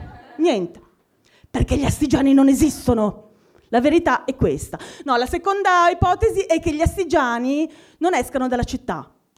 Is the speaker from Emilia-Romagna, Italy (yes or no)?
no; Asti, Piedmont, Italy; moved away; Non sono di Milano, vengo da Asti.